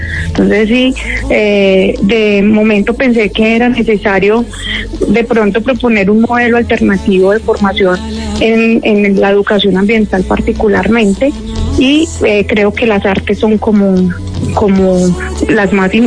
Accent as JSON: {"language": "Spanish", "town": "Armenia", "region": "Quindío", "country": "Colombia", "said": "Sí, sí, yo soy de acá de Armenia, Quindío."}